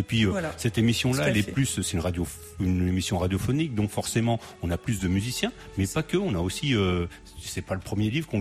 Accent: Portugal; il y a aussi une fierté, parce que moi je suis portugais.

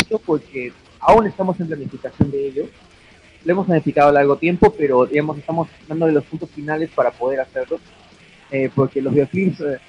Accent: Peru; obligatoriamente pues somos de Perú.

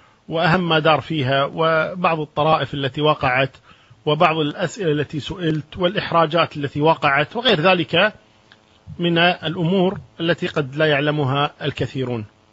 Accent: Kuwait; عندنا في الكويت في منطقة الدسمة

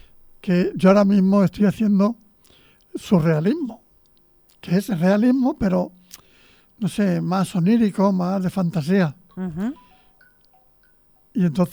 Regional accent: Escalona, Castilla-La Mancha, Spain; un artículo sobre Escalona, que es mi pueblo

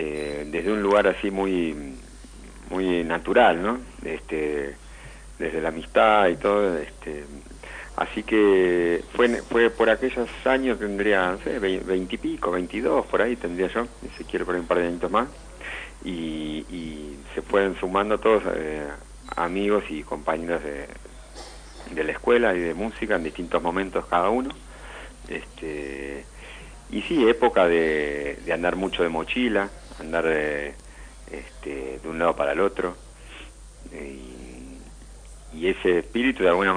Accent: Bernal, Buenos Aires Province, Argentina; Yo soy de Bernal, viví 15 años en Capital y hace un poco más de un año que volvimos para acá con la fría. Un poquito más verde, más tranqui, muy lindo.

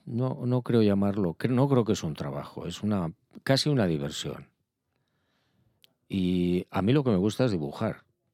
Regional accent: Pamplona, Navarre, Spain; born there; Nací en Pamplona por accidente militar.

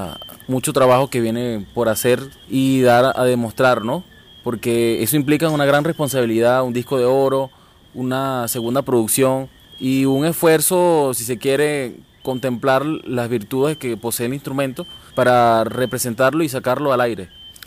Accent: Puerto Ordaz, Bolívar, Venezuela; yo soy de Puerto Ordaz, comienzo a los 12 años con el 4, ¿no? Empiezo a ejecutarlo desde Puerto Ordaz

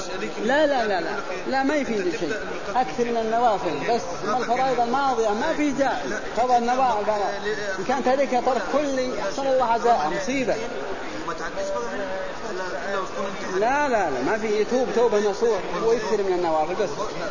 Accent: Al-Qassim, Saudi Arabia; أنا من القصيم وإنما نأتي أيام الحج، التوعية ودروس في الحرم بأيام الحج فقط، وإلا نرجع للقصيم بعدما تنتهي أعمال الحج.

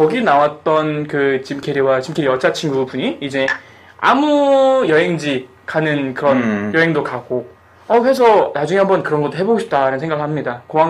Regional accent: South Korea; 사실 그 장면은 제가 한국인임에도 불구하고

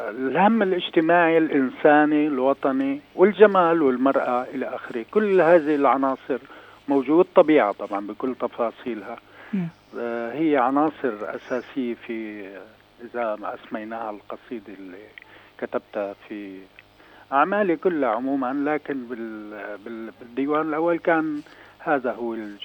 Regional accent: Masyaf, Hama Governorate, Syria; أنا سوري وعربي، وبالتالي مصياف وأي مدينة في سوريا تعني نفس الشيء بالنسبة لي

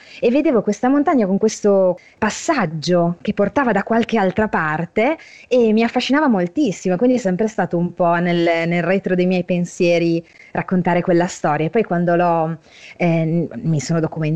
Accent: Aosta Valley, Italy; io da ragazzina vivevo in Valle d'Aosta con la mia famiglia, e quindi sai, sono i luoghi che mi hanno visto bambina, che mi hanno visto crescere

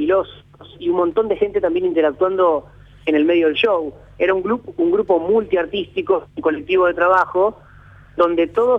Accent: La Plata, Buenos Aires Province, Argentina; Sobre todo nosotros que somos platenses, ¿no? Que nos gusta saber sobre todo lo que pasó acá

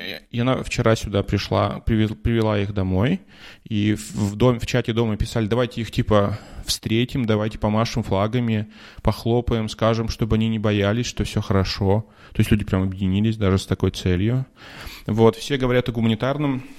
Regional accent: Russia; moved away; хотя я говорю, что я из России, но я говорю, что я когда-то жил в России, а сейчас вот я здесь живу

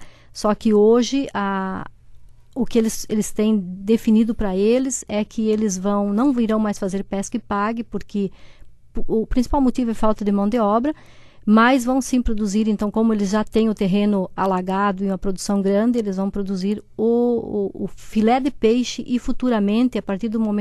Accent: Santa Catarina, Brazil; porque eu venho do Oeste, então eu tenho a minha história é feita no Oeste.

